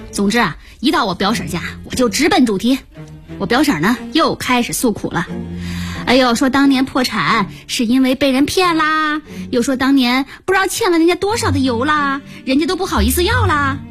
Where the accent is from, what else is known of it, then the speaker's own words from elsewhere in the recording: Shandong, China; 我们老家在山东半岛，我们那儿是花生的主产区，